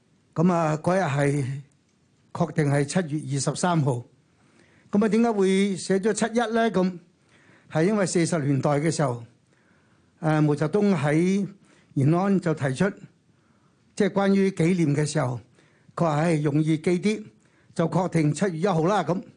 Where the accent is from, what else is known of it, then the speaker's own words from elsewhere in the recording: Hong Kong; 作为一个香港长大、土生土长嘅一个香港公民